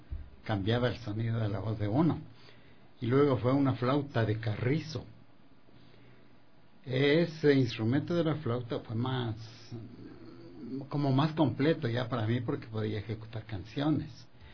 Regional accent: Chambo, Chimborazo, Ecuador; y también en mi tierra, en Chambo, está un poquito más allá de Riobamba, tierra de grandes músicos, artistas y poetas.

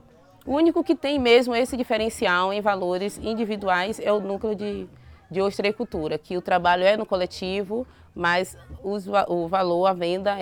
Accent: Bahia, Brazil; sou daqui da comunidade do Caonge, sou professora aqui da minha comunidade.

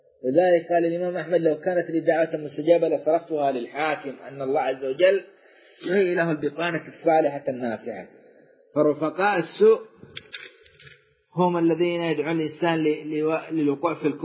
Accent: Saudi Arabia; بلادنا السعودية

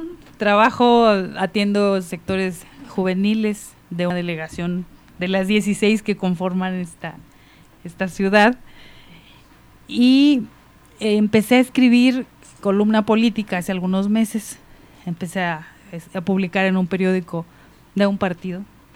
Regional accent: Huetamo, Michoacán, Mexico; now in Mexico City, Mexico; soy michoacana y allá hacemos un mole delicioso, muy picoso. Yo soy de Huetamo, Michoacán. Así es. De allá, de la mera tierra de … De allá soy yo. Y bueno, tengo en la ciudad viviendo ya 17 años, la mitad de mi vida.

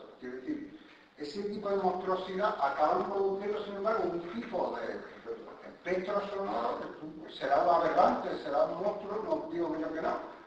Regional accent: Seville, Andalusia, Spain; Igual que los habitantes que somos los habitantes, los de Triana que somos los de Triana, los andaluces, los españoles, los europeos y los latinoamericanos

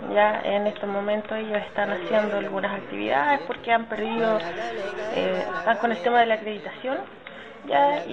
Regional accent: Nueva Imperial, Araucanía, Chile; soy de territorio de la Araucanía, específicamente la ciudad Nueva Imperial

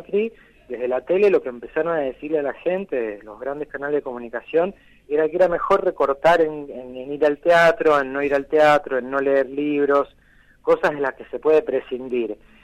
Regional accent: Bahía Blanca, Buenos Aires Province, Argentina; born there; Yo nací en Bahía, sí.

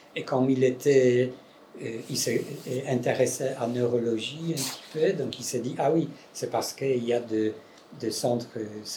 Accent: Poland; accent: Polish; French is a second language; il y a un accent polonais aussi dedans. Comme je suis polonais, pardon.

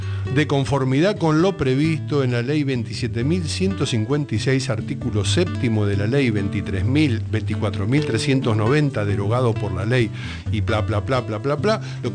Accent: Argentina; ¿Qué nos pasa como nación, como argentinos, como pueblo?

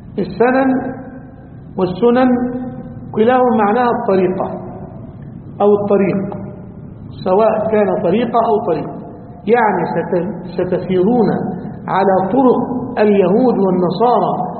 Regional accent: Egypt; عندنا في مصر،

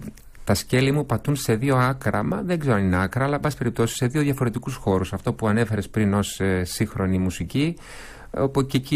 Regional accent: Tripoli, Peloponnese, Greece; γνωριζόμαστε από παιδιά, από έφηβοι, μεγαλώσαμε μαζί στην Τρίπολη και κάναμε εκεί τις πρώτες μας συναυλίες ως ανήλικοι.

